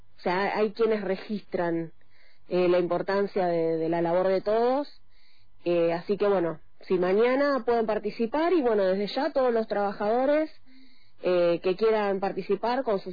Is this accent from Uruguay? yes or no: no; Argentina; como argentinos estamos cansados del ajuste.